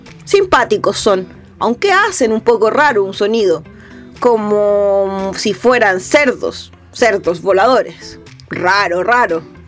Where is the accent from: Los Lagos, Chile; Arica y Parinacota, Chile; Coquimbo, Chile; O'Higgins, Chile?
Arica y Parinacota, Chile; Yo nací en Arica, más bien al interior de Arica, subiendo por la carretera arriba en el altiplano, allá donde está la frontera con el país hermano de Bolivia.